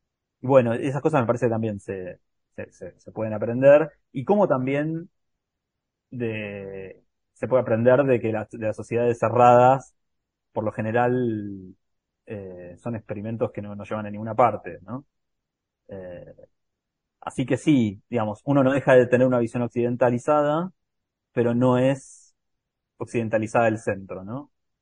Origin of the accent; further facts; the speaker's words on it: Argentina; Y también desde el sur y desde nuestros propios problemas como argentinos